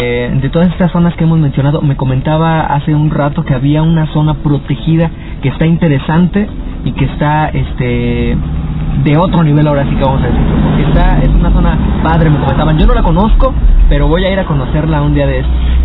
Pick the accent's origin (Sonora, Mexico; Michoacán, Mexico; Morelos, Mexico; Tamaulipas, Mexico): Michoacán, Mexico; Guandacareo; yo, que soy de aquí de Guandacareo